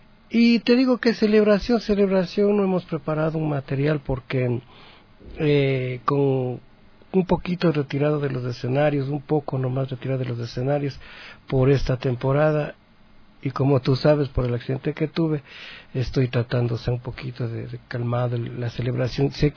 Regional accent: Latacunga, Cotopaxi, Ecuador; A mi tierra, a mi bella tierra Cotopaxi, a los cantones en donde yo canté, Mulaló, Pualó, Salcedo, Saquicilí, Tanicuchí, La Tacunga, mi bella La Tacunga.

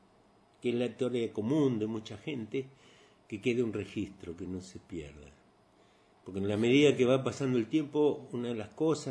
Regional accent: La Tablada, Buenos Aires Province, Argentina; Pero en realidad nacimos acá y de acá nos llevaron enseguida a La Tablada al otro día. Así que en el acta de nacimiento figura Capital Federal, pero nosotros somos bonaerenses.

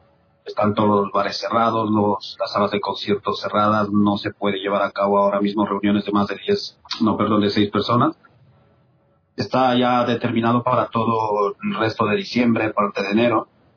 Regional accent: Cuenca, Azuay, Ecuador; está Clever, que somos cuencanos.

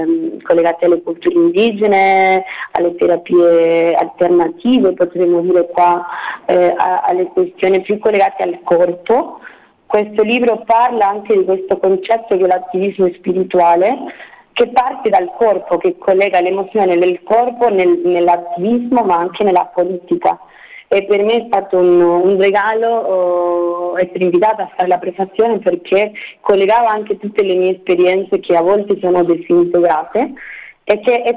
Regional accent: Argentina; nel mio caso io sono argentina, sono attivista femminista, sono anche sociologa, e questo libro collega anche il mio essere migrante

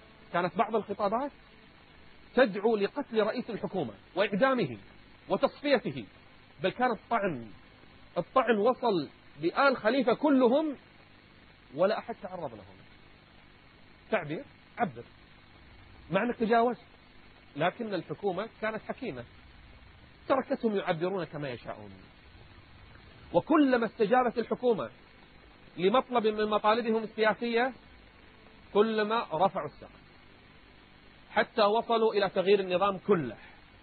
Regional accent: Kuwait; إن كنت أنا كويتي فأنا أيضا بحريني.

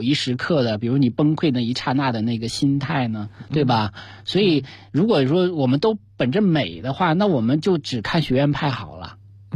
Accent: Northeast China, China; accent: Northeastern Mandarin; 用我们东北话讲

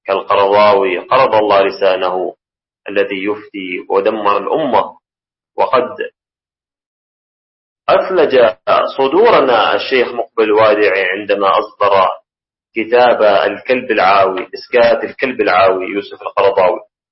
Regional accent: Syria; وهذا ما رأيناه رؤيا العين في بلدنا سوريا

